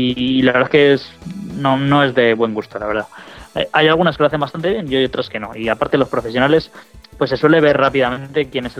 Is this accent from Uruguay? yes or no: no; Spain; sobre todo nosotros que somos españoles